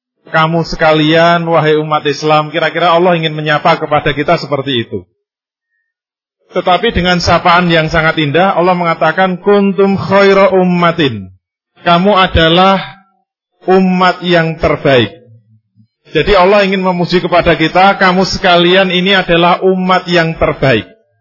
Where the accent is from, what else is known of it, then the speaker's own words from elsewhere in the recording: Indonesia; Kalau kita ditanya, Anda dari mana? Begitu kita menjawab, saya dari Indonesia.